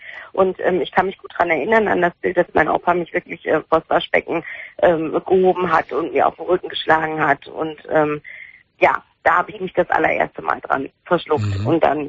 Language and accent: German; Turkey; Ich bin Türkin und ist ein richtiger Name.